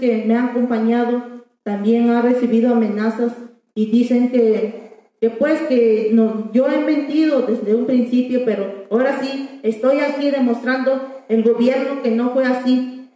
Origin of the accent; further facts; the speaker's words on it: Mexico; Spanish is a second language; En mi pueblo, en todo aquí en México, toqué yo puerta porque nunca me creyeron y siempre me negaban.